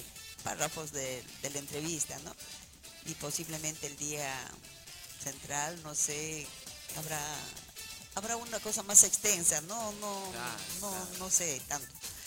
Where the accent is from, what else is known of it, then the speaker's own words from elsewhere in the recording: Callao, Peru; Soy chalaca de corazón, tengo 9 hijos.